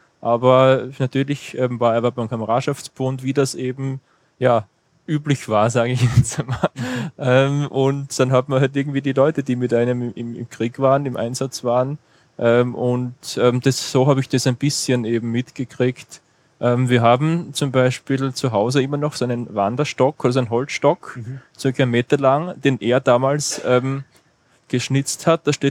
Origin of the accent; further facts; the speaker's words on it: Rottenmann, Styria, Austria; Das ist bei uns in Rottenmann in der Obersteiermark.